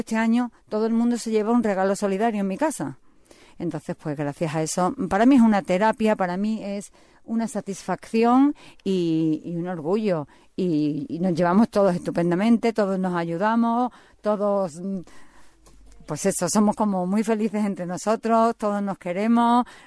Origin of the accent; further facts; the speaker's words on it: Seville, Andalusia, Spain; yo soy sevillana, mi madre pues pertenecía a Acción Católica